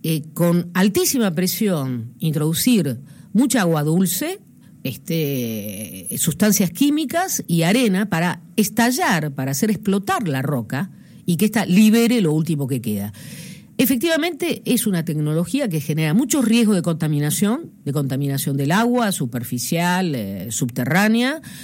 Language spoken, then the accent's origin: Spanish; Allen, Río Negro, Argentina; Yo vengo del Alto Valle de Río Negro, nací en una localidad, Allen, que tiene unos 30.000 habitantes, que se dedica desde hace casi 100 años a la producción de peras y manzanas. Mi familia se dedica a las chacras también